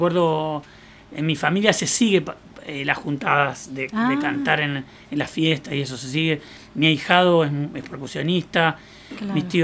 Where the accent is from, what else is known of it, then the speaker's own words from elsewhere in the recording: Salto, Uruguay; Yo tengo familia de cantores en mi pueblo Salto, de Uruguay.